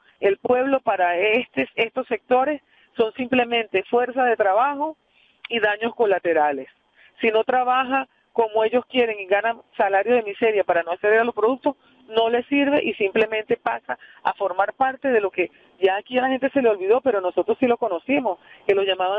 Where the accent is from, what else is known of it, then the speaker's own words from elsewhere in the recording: Venezuela; vamos a votar por un futuro que nos merecemos como venezolanos